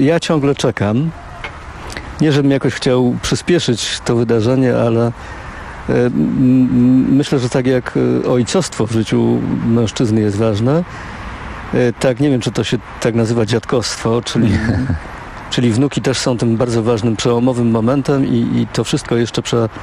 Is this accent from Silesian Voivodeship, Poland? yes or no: yes; Silesian Voivodeship, Poland; jestem z Górnego Śląska